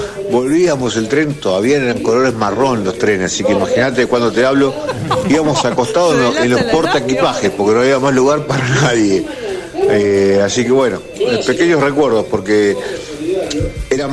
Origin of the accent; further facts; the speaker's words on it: Quilmes, Buenos Aires Province, Argentina; de Quilmes.